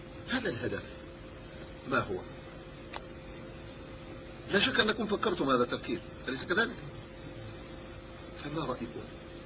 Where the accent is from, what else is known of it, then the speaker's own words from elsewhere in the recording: Yemen; وهناك نكتة عندنا في اليمن